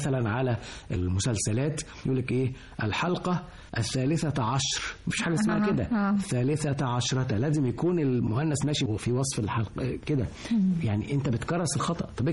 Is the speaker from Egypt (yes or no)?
yes; Egypt; احنا ابناء مصر لكن هم عايشين مع مصر وبيحبوها حب